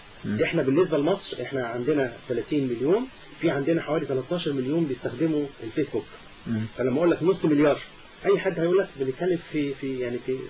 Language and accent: Arabic; Egypt; لان احنا كمصريين ناس كويسين قوي وبنحاول نلف وندور